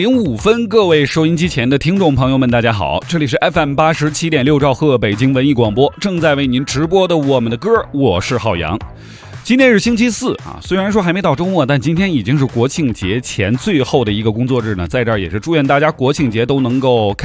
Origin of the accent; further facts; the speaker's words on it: China; 作为一个中国人特别的骄傲啊